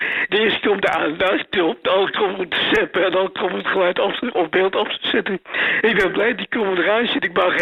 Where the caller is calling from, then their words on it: Amsterdam, North Holland, Netherlands; uit Amsterdam.